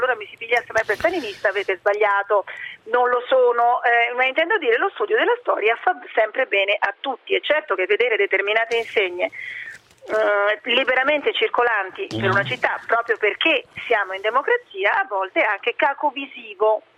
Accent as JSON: {"language": "Italian", "town": "Rome", "region": "Lazio", "country": "Italy", "said": "Da romana, Piazza del Popolo sta lì e la puoi frequentare quando vuoi"}